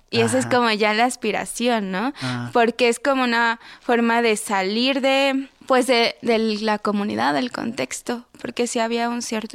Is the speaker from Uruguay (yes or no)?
no; Tlaxcala, Mexico; Incluso en mi pueblo, soy de una comunidad de Tlaxcala, y en mi pueblo sí está muy marcado como esta idea de desprenderse como de las raíces, del idioma